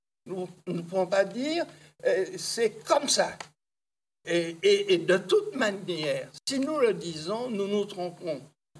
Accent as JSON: {"language": "French", "country": "France", "said": "en tant que Français, je participe d'un mouvement qui est le mouvement de civilisation du monde"}